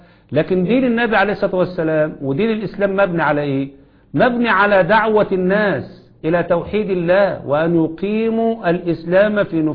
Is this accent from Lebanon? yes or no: no; Egypt; زي اللي حصل عندنا في مصر الآن